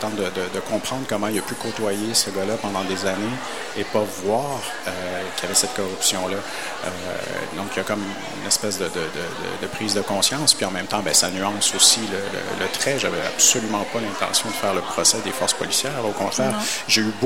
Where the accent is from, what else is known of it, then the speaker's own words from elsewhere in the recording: Quebec, Canada; Je viens d'Abitibi, je viens d'une petite ville où la population autochtone est très nombreuse. J'ai grandi avec la conscience d'une distinction qui était faite